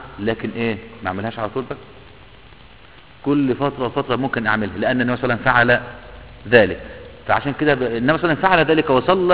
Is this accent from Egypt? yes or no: yes; Egypt; عندنا في مصر